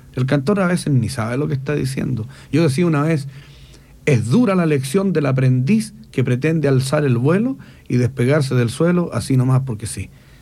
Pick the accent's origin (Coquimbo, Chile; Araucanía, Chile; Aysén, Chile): Araucanía, Chile; Temuco; El gentilicio de nosotros es temuquense. Yo no, ¿cómo voy a ser temucano? Yo soy de Temuco, soy temuquense.